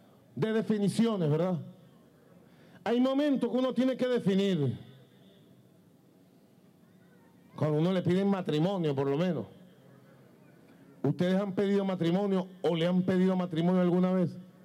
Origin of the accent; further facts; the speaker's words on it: Venezuela; Somos esperanza de Bolívar, de Chávez, de los libertadores.